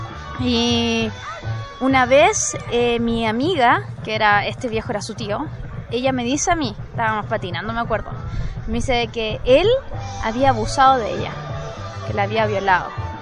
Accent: Rancagua, O'Higgins, Chile; yo soy de Rancagua. Y en la casa donde yo vivía cuando era chica, como hace los 12, 13 años

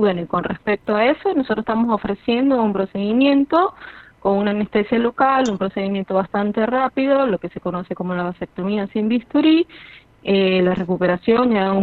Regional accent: Venezuela; moved away; yo soy venezolana, yo soy migrante venezolana, tengo 7 años aquí.

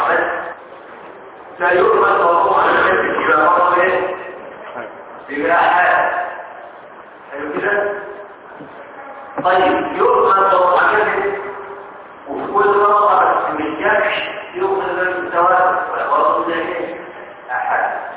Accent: Egypt; عندنا في مصر

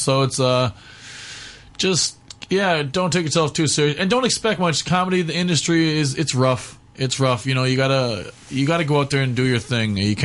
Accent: Newfoundland and Labrador, Canada; I'm from Newfoundland, Canada, and there was no comedy in my hometown, no stand-up at all.

